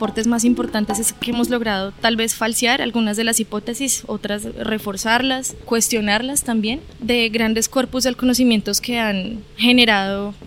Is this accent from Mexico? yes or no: no; Bogotá, Colombia; now in Dabeiba, Colombia; Pues yo no soy de acá, soy de Bogotá, pero vivo aquí en Dabeiba